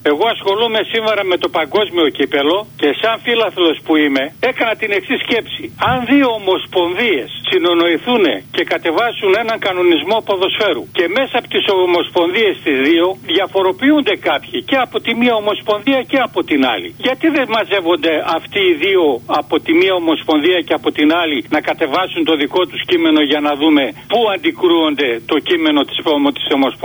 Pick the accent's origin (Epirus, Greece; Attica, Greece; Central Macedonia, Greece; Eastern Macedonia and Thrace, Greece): Epirus, Greece; Εγώ κατάγομαι από την Ήπειρο.